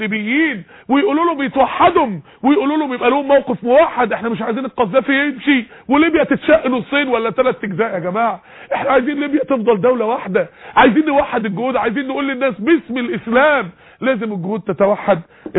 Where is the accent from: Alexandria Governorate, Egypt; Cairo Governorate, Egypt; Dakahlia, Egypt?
Dakahlia, Egypt; Mansoura; من خلال عندنا في المنصورة بفضل الله مسجد عباد الرحمن والقافلة بتاعته